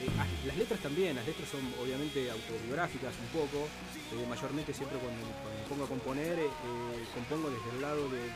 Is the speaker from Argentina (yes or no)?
yes; Buenos Aires, Argentina; Somos de Buenos Aires, de Capital Federal, en distintos lugares, pero básicamente todos por la misma zona.